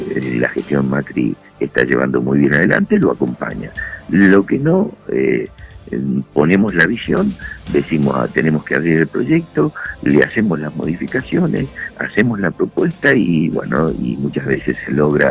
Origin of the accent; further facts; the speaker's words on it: La Pampa, Argentina; no solo la Pampa para ellos no representa absolutamente nada, siendo que nosotros somos ciudadanos de la República Argentina y tenemos derechos